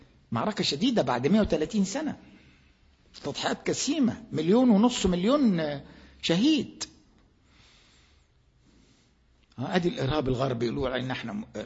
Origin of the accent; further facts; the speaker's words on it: Egypt; عندنا في مصر